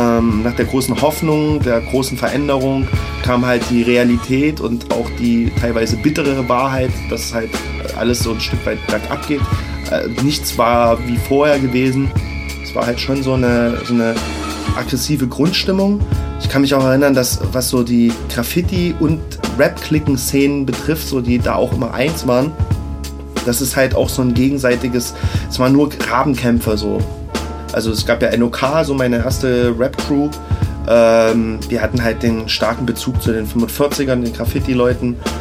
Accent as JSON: {"language": "German", "town": "Leipzig", "region": "Saxony", "country": "Germany", "tie": "born or raised there", "said": "ich bin ja in Leipzig-Grünau aufgewachsen, Plattenbausiedlung"}